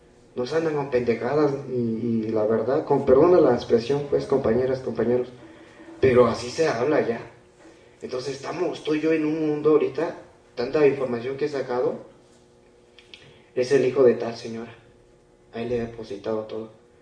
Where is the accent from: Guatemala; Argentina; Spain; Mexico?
Mexico; Guerrero; Yo vengo del estado de Guerrero